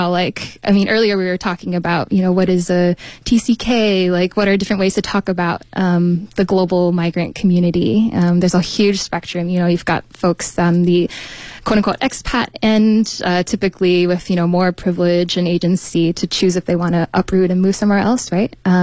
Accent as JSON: {"language": "English", "country": "United States", "tie": "born there", "said": "I am American born. My parents are from Malaysia, but ethnically we are part of the, I guess, overseas Chinese diaspora."}